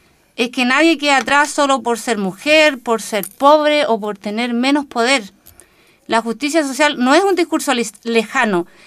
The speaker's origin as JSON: {"language": "Spanish", "town": "Colbún", "region": "Maule", "country": "Chile", "tie": "born or raised there", "said": "soy de Colbún, nací y criada, como nos gusta decir"}